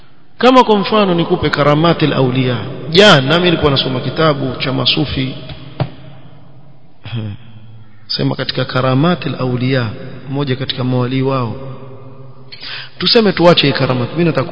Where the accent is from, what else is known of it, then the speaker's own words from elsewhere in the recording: Seiyun, Hadhramaut, Yemen; Mimi natoa mfano wa kule kwetu kwa sababu haya mambo shayao na kule. Na najua yafanyika. Sayun.